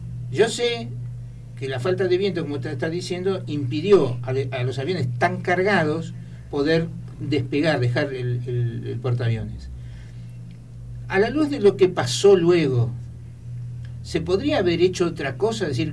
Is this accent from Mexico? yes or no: no; Argentina; Y es que sí, somos argentinos.